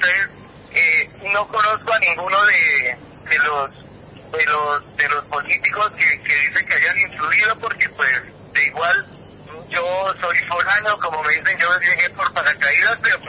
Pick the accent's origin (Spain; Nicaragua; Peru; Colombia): Colombia; Boyacá; yo vengo de Boyacá, no tengo ningún compromiso político